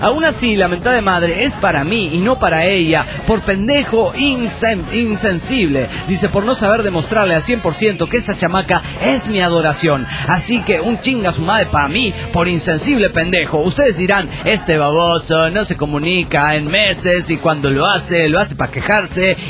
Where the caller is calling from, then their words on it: Guadalajara, Jalisco, Mexico; de Guanatos, Jalisco, México.